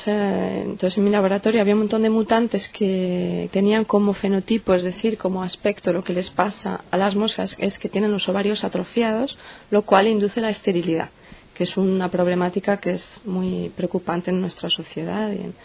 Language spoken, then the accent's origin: Spanish; Madrid, Community of Madrid, Spain; moved away as an adult; now in France; soy española y vengo de Madrid. Y vine a hacer mi tesis a Francia.